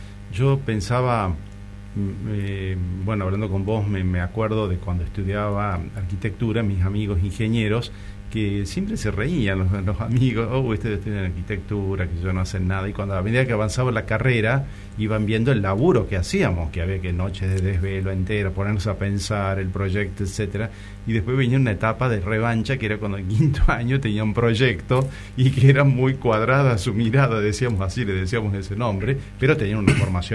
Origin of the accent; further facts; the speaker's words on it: Tucumán, Argentina; yo estudié en la Universidad Nacional de Tucumán, soy tucumano